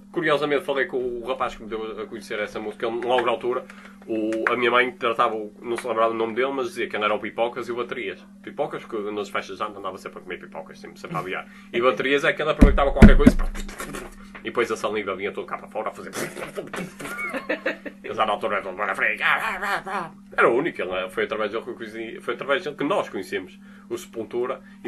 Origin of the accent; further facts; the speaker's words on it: Belo Horizonte, Minas Gerais, Brazil; eu sou de Belo Horizonte